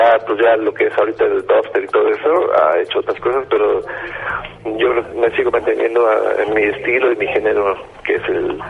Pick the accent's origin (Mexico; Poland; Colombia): Mexico; Veracruz; now in Playa del Carmen, Mexico; En Playa tengo como 4 años más o menos. Antes estaba en Veracruz, yo soy jarocho para toda la banda